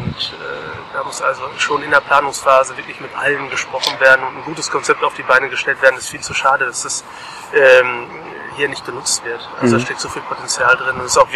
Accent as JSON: {"language": "German", "town": "Hamm", "region": "North Rhine-Westphalia", "country": "Germany", "said": "Und bin aus Hamm, lokal auch aktiv dort natürlich"}